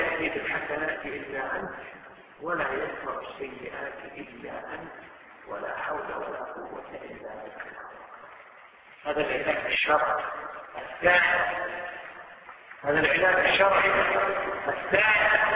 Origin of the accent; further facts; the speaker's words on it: Kuwait; شوف اي مستشفى عندنا في الكويت